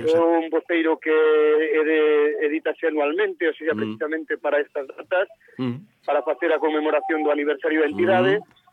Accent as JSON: {"language": "Galician", "region": "Galicia", "country": "Spain", "said": "precisamente esta vez tocou o viño do Ribeiro, da comarca de Ourense, da miña terra"}